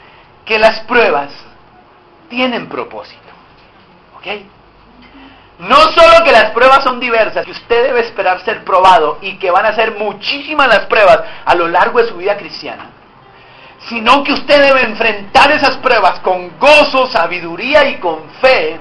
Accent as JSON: {"language": "Spanish", "town": "Puerto Colombia", "region": "Atlántico", "country": "Colombia", "tie": "born or raised there", "said": "Yo fui criado allá en Puerto Colombia."}